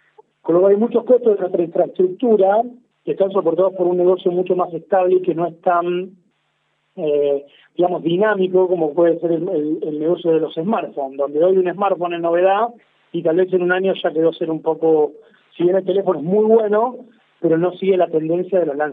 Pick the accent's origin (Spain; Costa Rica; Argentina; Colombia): Argentina; nosotros como argentinos que somos, sabemos que somos como un crisol de razas